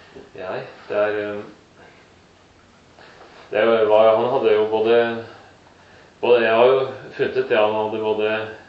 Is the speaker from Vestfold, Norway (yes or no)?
yes; Framnes, Vestfold, Norway; Jeg har vokst opp på Framnes.